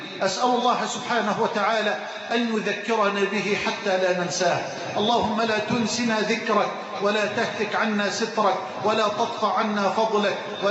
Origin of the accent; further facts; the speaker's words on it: Egypt; اللهم اجعل بلدنا مصر أمنا أمانا، سخاء رخاء